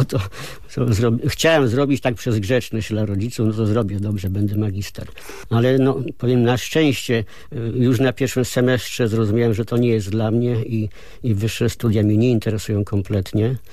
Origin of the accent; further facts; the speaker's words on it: Rzeszów, Subcarpathian Voivodeship, Poland; born there; No ja się urodziłem w Rzeszowie. Rodziców miałem z kręgów intelektualnych, nauczyciele.